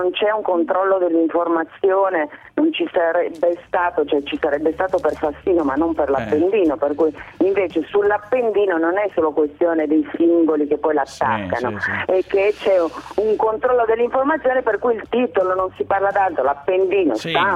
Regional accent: Turin, Piedmont, Italy; Certo, sono torinese.

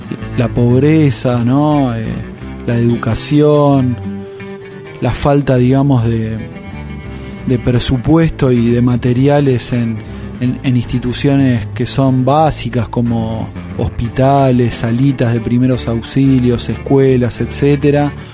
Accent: Villa Celina, Buenos Aires Province, Argentina; ya una vez que me fui de Villa Celina, de a poco fui como descubriendo, a través quizás de consejos de amigos que me escuchaban contar anécdotas del barrio

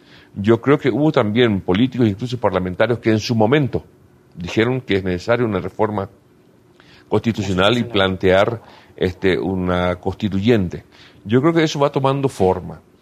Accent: Paraguay; Y nosotros como paraguayos, en primer lugar, lo sentimos muchísimo.

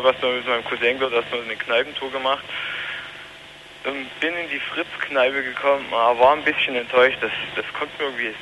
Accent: Saxony, Germany; born there; Ich als gebürtiger Sachse hatte nun keine Ahnung, was das mit dem Pendlerverkehr nun auf sich hat.

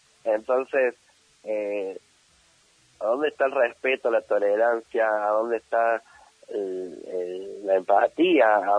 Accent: Argentina; todos somos argentines, o sea, todos somos argentinos

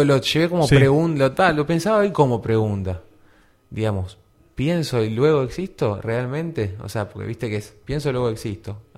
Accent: Argentina; Pero nosotros, como argentinos, por ejemplo

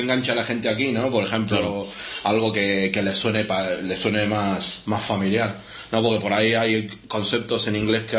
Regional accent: Argentina; now in Spain; yo, cuando vine de Argentina

